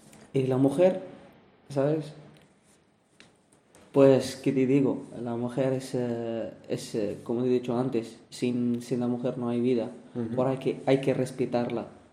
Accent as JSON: {"language": "Spanish", "country": "Morocco", "moved": "yes", "lives_now": "Spain", "said": "De Marruecos."}